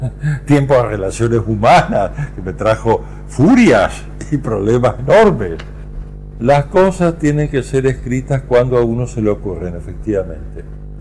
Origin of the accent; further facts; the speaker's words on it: Camilo Aldao, Córdoba, Argentina; also born or lived in Rosario; Nací en Rosario, pero no me crié ahí. Uno es del lugar donde se crió. Yo me crié ahí en Camilo Aldao, provincia de Córdoba.